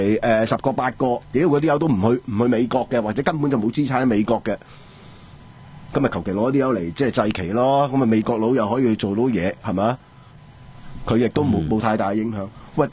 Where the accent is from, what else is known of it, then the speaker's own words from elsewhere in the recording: Hong Kong; 我哋香港人